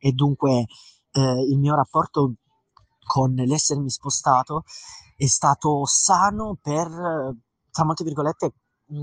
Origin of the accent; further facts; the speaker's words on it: Taranto, Apulia, Italy; now in Modena, Italy; perché ero scout quando abitavo a Taranto, perché come ho già detto prima io provengo dalla Puglia, e poi denaturalizzato da lì mi sono spostato a Modena